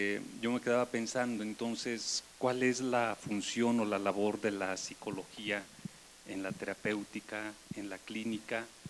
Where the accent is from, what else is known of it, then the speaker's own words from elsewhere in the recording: León, Guanajuato, Mexico; vengo de la diócesis de León, Guanajuato